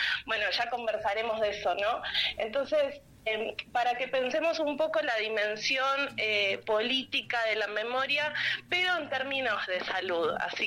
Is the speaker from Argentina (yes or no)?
yes; Argentina; cuando digo que soy argentina, me preguntan por las madres de Plaza de Mayo.